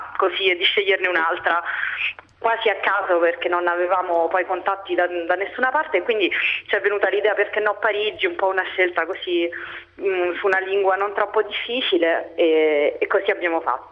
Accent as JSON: {"language": "Italian", "town": "Rome", "region": "Lazio", "country": "Italy", "moved": "as an adult", "lives_now": "Paris, France", "said": "Allora, vengo da Roma, mi sono laureata 3 anni e mezzo fa a Roma"}